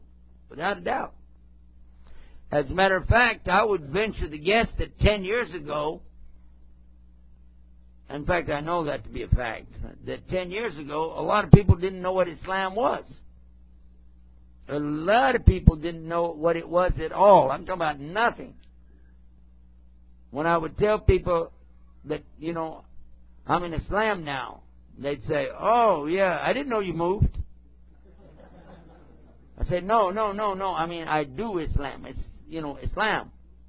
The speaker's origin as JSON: {"language": "English", "town": "El Paso", "region": "Texas", "country": "United States", "tie": "born or raised there", "said": "I'm back in my hometown, my home state anyway, and I can speak Texan and everybody knows what I'm talking about."}